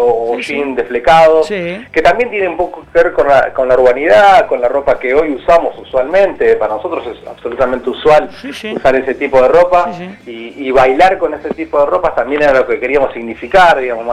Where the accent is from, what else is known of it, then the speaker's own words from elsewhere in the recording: Luján, Buenos Aires Province, Argentina; yo soy de Luján, provincia, sí, de Buenos Aires